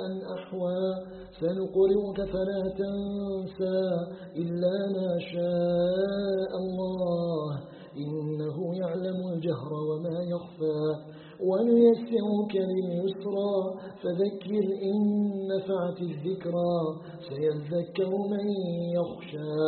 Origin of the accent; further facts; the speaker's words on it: Algeria; أن يجعل بلدنا الجزائر بلدا آمنا مطمئنا